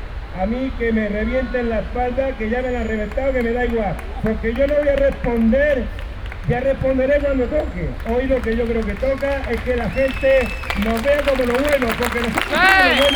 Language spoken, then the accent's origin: Spanish; Region of Murcia, Spain; Yo soy murciano, soy parado ya 3 años y medio, estoy en todas las estadísticas, mayor de 45 años